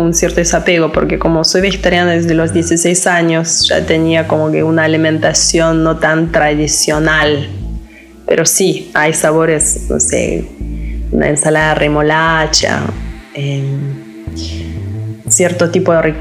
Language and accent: Spanish; Lithuania; first language Lithuanian; Spanish is a second language; Pero no manejo el idioma 100% como manejo el lituano. Y extraño hablar en lituano, extraño jugar con el idioma. Extraño, bueno, mi familia, mi tierra